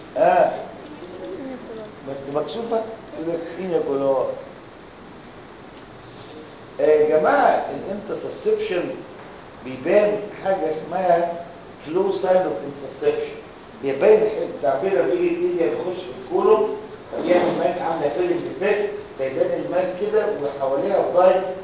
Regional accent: Egypt; عندنا في مصر

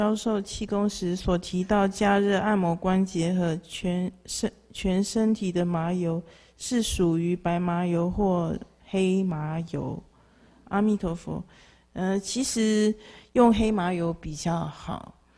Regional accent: Taiwan; 指的茴香就是我们台湾人常吃常常的茴香啊菜

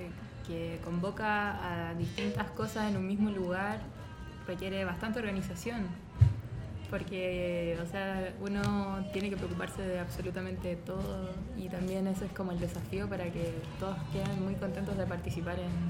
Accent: Santiago, Santiago Metropolitan Region, Chile; now in Lanús, Argentina; Y de Chile, bueno, de Santiago.

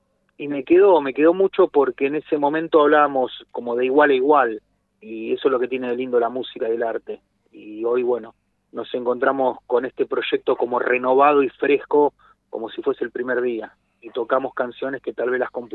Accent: Lanús, Buenos Aires Province, Argentina; somos todos oriundo de Zona Sur, de Lanús, Remedio de Escalada

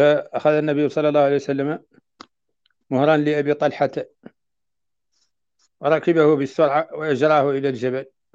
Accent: Mauritania; عندنا في موريتانيا.

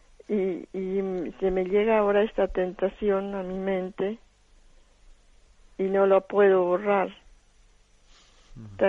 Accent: Colombia; Yo soy colombiana.

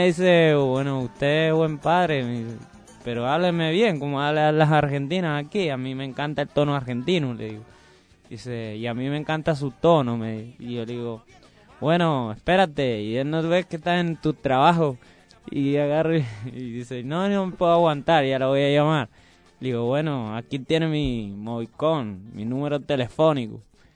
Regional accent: Puerto Rico; Y una chica me dice, oye, tú eres cubano. Digo, no, yo soy puertorriqueño.

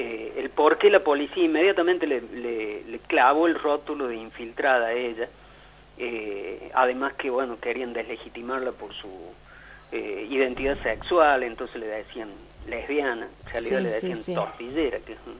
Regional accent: Cruz del Eje, Córdoba, Argentina; born there; Yo soy nacido en Cruz del Eje, más allá que vivo en Córdoba

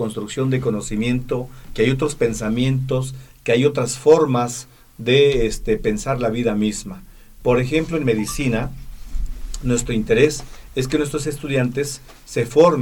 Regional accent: Chiapas, Mexico; first language Tzeltal; Spanish is a second language; Bueno, les he hablado en mi lengua madre, que es la lengua maya tzeltal.

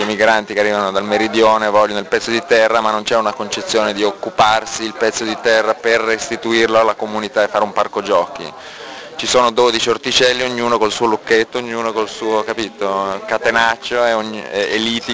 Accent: Milan, Lombardy, Italy; Sono di Milano.

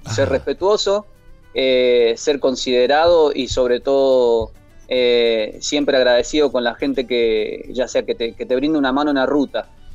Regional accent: Ushuaia, Tierra del Fuego, Argentina; yo soy oriundo de Ushuaia, mi familia es migrante de Mendoza. Yo me crié en Ushuaia

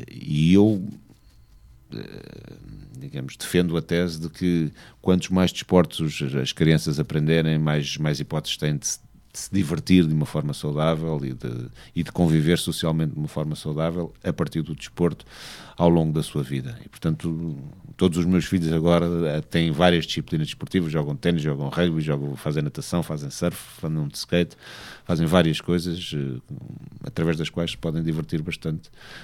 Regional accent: Angola; born there; also born or lived in Portugal; por acaso não nasci em Portugal, nasci em Angola, mas ter vivido em Portugal

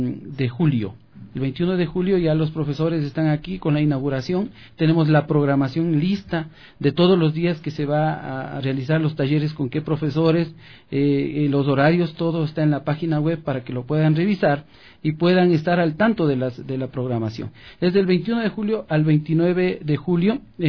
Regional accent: Riobamba, Chimborazo, Ecuador; also born or lived in Quito; now in Guaranda, Ecuador; soy de Riobamba, pensé que me iba a quedar aquí en Quito y ahora estoy en Guaranda.

